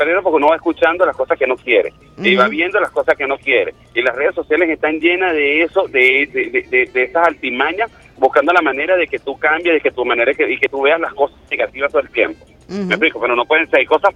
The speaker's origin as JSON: {"language": "Spanish", "country": "Venezuela", "said": "nosotros como venezolanos podamos entender"}